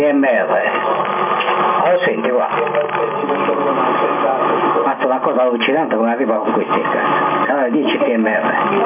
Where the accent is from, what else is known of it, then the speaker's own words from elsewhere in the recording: Corsica, France; sono francese, dalla Corsica.